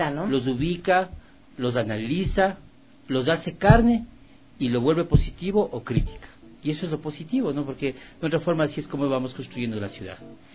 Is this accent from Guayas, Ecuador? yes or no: no; Quito, Pichincha, Ecuador; Yo he nacido aquí nomás en la maternidad y he vivido la mayoría del tiempo de mi vida en el sur. Soy sureño.